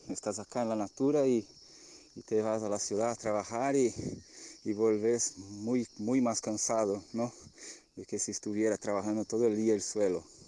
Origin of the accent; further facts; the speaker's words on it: Brazil; Spanish is a second language; soy brasileño y por la invitación de mi hermano Rafa vengo a compartir un poquito de lo que estamos viviendo frente a la pandemia que sigue todavía. Bueno, acá vivimos en el campo